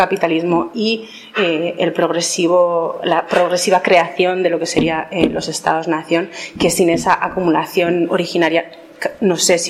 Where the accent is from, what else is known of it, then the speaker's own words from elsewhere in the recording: Basque Country, Spain; yo soy vasca y soy de Euskal Herria